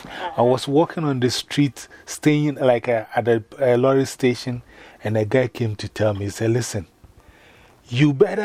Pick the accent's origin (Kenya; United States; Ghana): Ghana; most of the time when I say I'm from Ghana, they say, oh, South America.